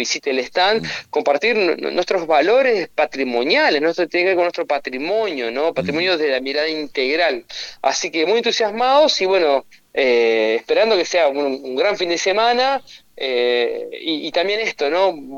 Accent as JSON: {"language": "Spanish", "town": "Concordia", "region": "Entre Ríos", "country": "Argentina", "said": "Yo soy de Concordia"}